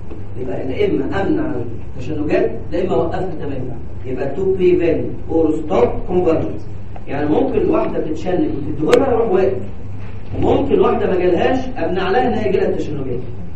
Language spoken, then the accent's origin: Arabic; Egypt; عندنا في مصر جرأة شويه